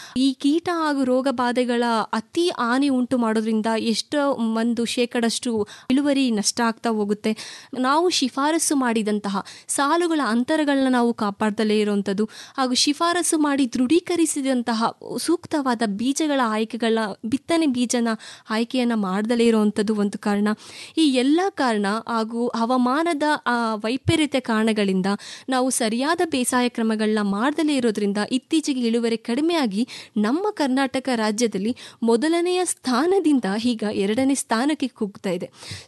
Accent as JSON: {"language": "Kannada", "town": "Kunigal", "region": "Karnataka", "country": "India", "said": "ನಮ್ಮ ಊರು ಕುಣಿಗಲ್, ತುಮಕೂರು ಜಿಲ್ಲೆ."}